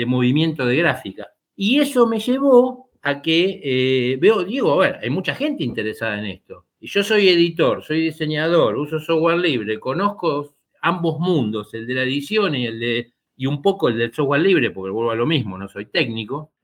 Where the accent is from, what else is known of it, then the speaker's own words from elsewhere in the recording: Argentina; Yo encantado, pero me tienen que invitar, porque somos argentinos y no tenemos dinero.